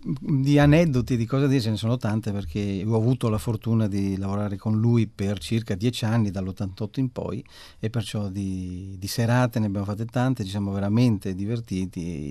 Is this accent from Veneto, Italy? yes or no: yes; Veneto, Italy; io sono veneto come la moglie